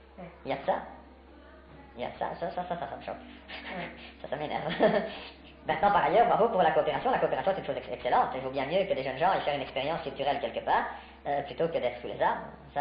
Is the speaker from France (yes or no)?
yes; France; Moi, je m'énerve bien souvent déjà de voir combien les gens sont prêts à m'écouter parce que je suis français.